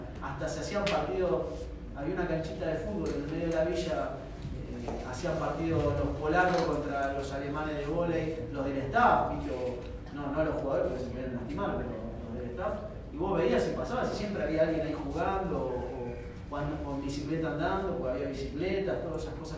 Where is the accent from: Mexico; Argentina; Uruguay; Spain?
Argentina; Qué cagada, bueno, somos argentinos, estamos contentos